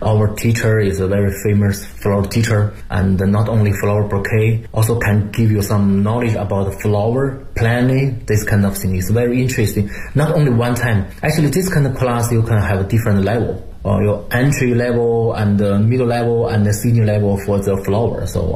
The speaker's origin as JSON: {"language": "English", "region": "Beijing", "country": "China", "second_language": "English", "said": "I'm from Beijing, I know Beijing a lot."}